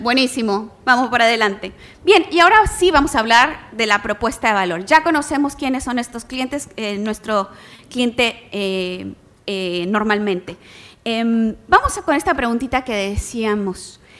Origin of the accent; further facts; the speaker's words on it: Mexico; Yo soy mexicana.